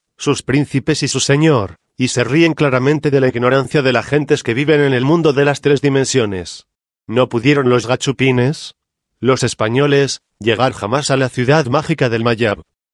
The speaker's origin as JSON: {"language": "Spanish", "country": "Mexico", "said": "yo no soy yucateco, yo soy un humilde habitante de Cotija, Michoacán. Pero no debemos desconocer que en la tierra yucateca tenemos nosotros, los mexicanos, muchas tradiciones."}